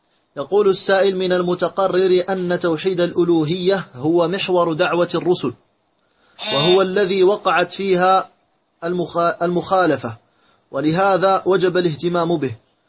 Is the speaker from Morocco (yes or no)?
yes; Morocco; لأنه يكثر عندنا في المغرب الحلف به وحق الله